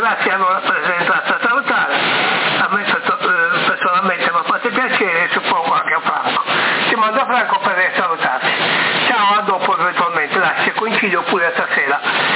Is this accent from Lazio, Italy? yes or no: no; Sardinia, Italy; Vorrei vedere, non per niente siamo sardi, no?